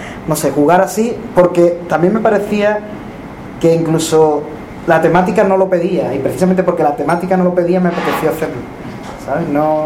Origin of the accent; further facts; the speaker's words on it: Extremadura, Spain; now in Seville, Spain; Yo soy extremeño, pero vivo en Sevilla desde hace 20-tantos años, ya 25, 24.